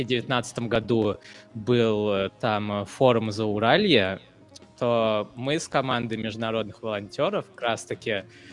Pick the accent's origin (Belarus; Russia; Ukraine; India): India; я вот, например, из Индии, да, и я спокойно могу общаться со студентами из Китая